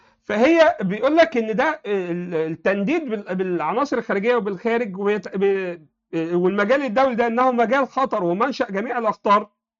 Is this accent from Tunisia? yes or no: no; Egypt; انا عايش في مصر، انا مصري مسلم.